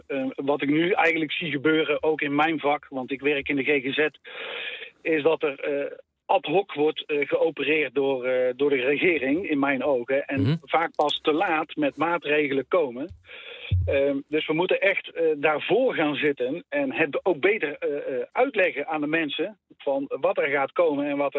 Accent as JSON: {"language": "Dutch", "region": "North Brabant", "country": "Netherlands", "said": "Ik kom zelf uit Brabant."}